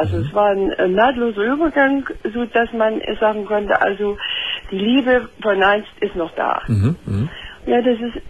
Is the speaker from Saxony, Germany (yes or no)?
yes; Saxony, Germany; accent: Saxon; moved away; Das ist an meinem Akzent. Ja, ich komme aus Sachsen.